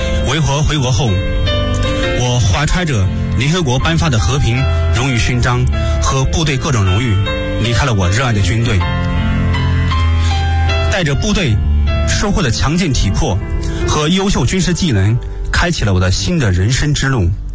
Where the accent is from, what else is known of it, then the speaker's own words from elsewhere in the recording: Lu'an, Anhui, China; 因为我是来自这个革命圣地安徽六安省，安徽六安市，这个是一革命老区